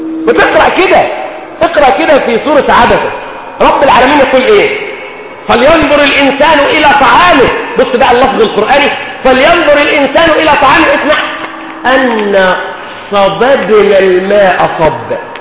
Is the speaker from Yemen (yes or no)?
no; Egypt; احنا مصريين اي ميه بتمشي معانا واي اكل بيمشي معانا،